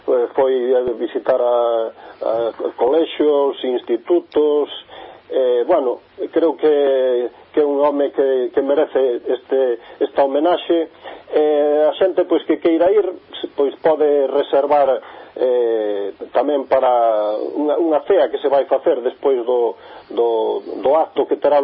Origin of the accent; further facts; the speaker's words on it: Río Xoán, Galicia, Spain; Claro, pois eu son dali de Río Xoán.